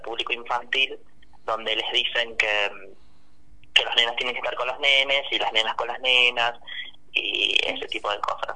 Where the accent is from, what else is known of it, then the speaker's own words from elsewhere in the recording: San Francisco, Córdoba, Argentina; now in San Luis, Argentina; Sí, yo nací en San Francisco, viví todo desde muy chiquito.